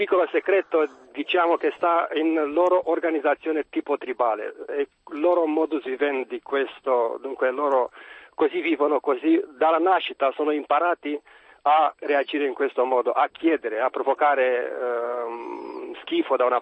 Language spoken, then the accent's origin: Italian; Romania; Italian is a second language; now in Perugia, Italy; Buongiorno, sono un perugino romeno.